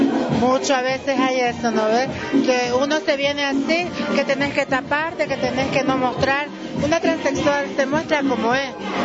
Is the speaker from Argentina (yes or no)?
no; Santa Cruz, Bolivia; now in La Paz, Bolivia; No, soy camba, pero resido acá.